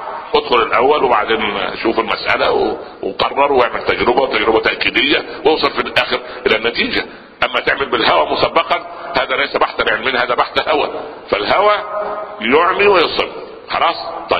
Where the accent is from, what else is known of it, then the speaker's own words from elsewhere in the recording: Upper Egypt, Egypt; في مثل عندنا في الصعيد